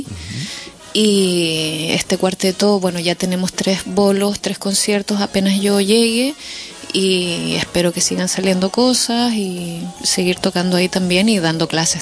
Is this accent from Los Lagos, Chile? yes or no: yes; Chiloé, Los Lagos, Chile; yo soy del sur, soy de Chiloé